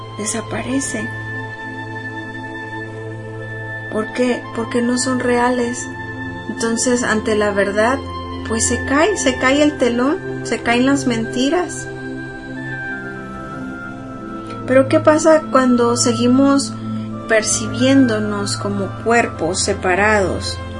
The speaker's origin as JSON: {"language": "Spanish", "country": "Mexico", "said": "soy humana, soy mexicana, tan, tan, tan, tan, tan."}